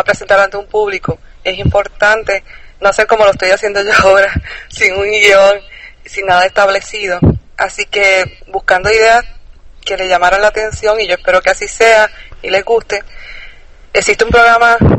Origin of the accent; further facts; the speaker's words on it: Puerto Rico; Yo soy acá de Puerto Rico